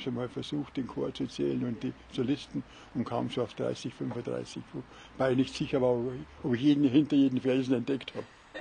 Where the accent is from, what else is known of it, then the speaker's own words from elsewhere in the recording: Munich, Bavaria, Germany; Also wir waren als Münchner schon echte Exoten.